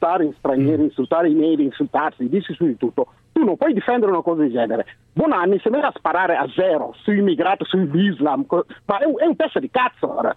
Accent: Senegal; Italian is a second language; now in Italy; Io arrivo da Senegal.

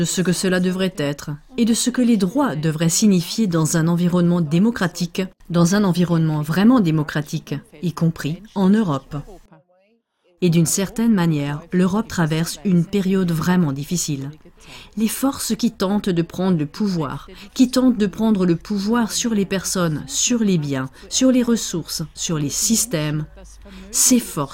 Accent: Hungary; French is a second language; Je viens de Hongrie

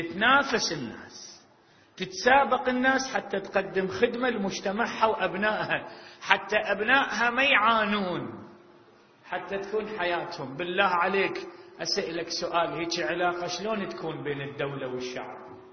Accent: Iraq; يعني هنا إذا تمطر عندنا بالعراق من تمطر 4 ساعات 5 نبتلي على أعمارنا

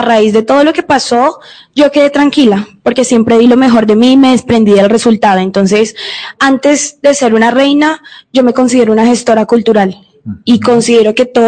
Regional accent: Soacha, Cundinamarca, Colombia; also born or lived in Bogotá; No, yo nací en Bogotá, ajá, pero he vivido toda mi vida aquí en Soacha.

